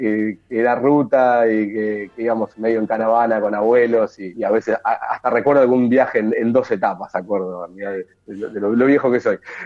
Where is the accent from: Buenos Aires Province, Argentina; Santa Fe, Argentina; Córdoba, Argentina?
Buenos Aires Province, Argentina; Ramos Mejía; now in Buenos Aires, Argentina; Yo soy oriundo de Ramos Mejía, si bien ahora vivo en Capital, en Ciudad de Buenos Aires, soy de Ramos y bueno, tengo un poco el corazoncito ahí.